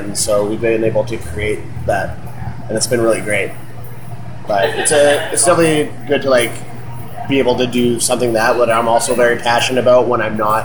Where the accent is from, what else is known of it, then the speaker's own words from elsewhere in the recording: Fort McMurray, Alberta, Canada; born there; I was originally born in Fort McMurray, Alberta